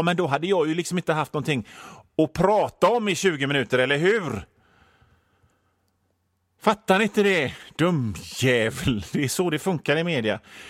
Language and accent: Swedish; Gothenburg, Västra Götaland County, Sweden; Vi är göteborgare. Vi är vana vid att stockholmare skiter i oss.